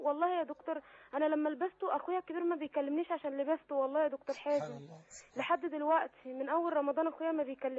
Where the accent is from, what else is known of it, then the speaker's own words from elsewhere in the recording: Cairo, Cairo Governorate, Egypt; انا من القاهره